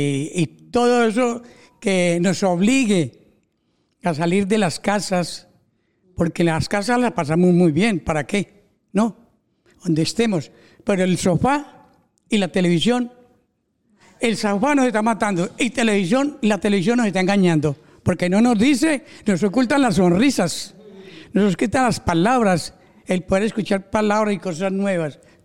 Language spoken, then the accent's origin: Spanish; Colombia; now in Spain; Yo hace 31 años vine de Colombia, asilado político.